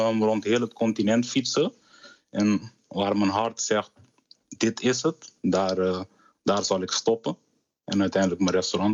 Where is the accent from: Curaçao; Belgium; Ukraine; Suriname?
Curaçao; Ik kom natuurlijk uit Curaçao.